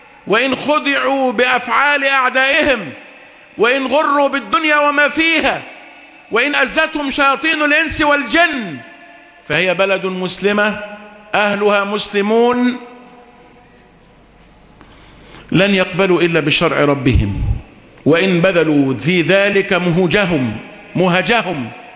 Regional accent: Egypt; اما احنا مصريين ناس اهل حريات

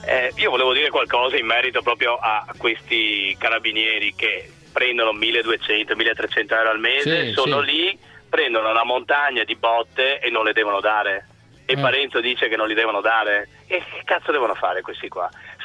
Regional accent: Padua, Veneto, Italy; io sono di Padova

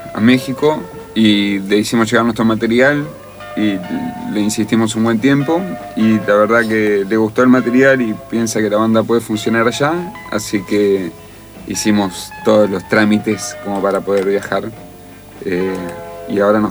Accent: Buenos Aires, Argentina; Yo, mi papá es santafesino, mi mamá de Chubut. Soy el único porteño de toda mi familia porque nací acá, igual me siento un porteño.

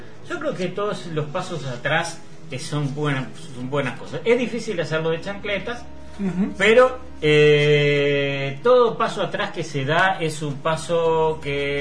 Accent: Montevideo, Uruguay; Yo me siento montevideano de todos los barrios.

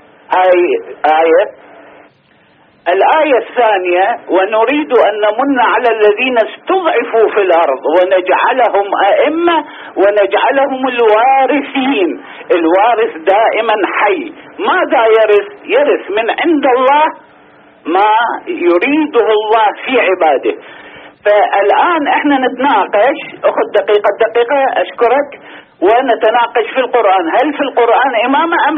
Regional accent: Saudi Arabia; لا أنا أكيد من السعودية

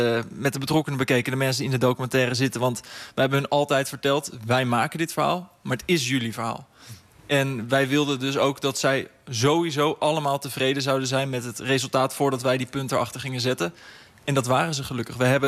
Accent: The Hague, South Holland, Netherlands; Want die verhalen, wij komen uit Den Haag, die zijn natuurlijk heftig om te lezen

